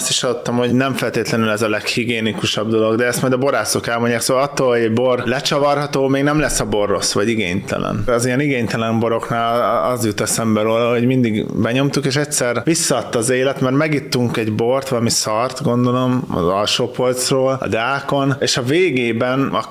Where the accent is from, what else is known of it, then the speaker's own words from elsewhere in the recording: Hungary; De mint magyar, mindig előnybe fogom részesíteni a magyar kontentet.